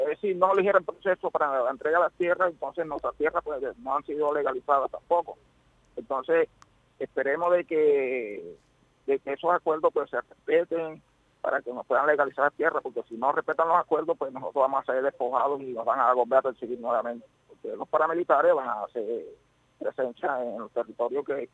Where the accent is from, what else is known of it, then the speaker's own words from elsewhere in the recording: Colombia; Bueno, como colombiano que soy, pues soy un esperanzador y muy positivo en el proceso de paz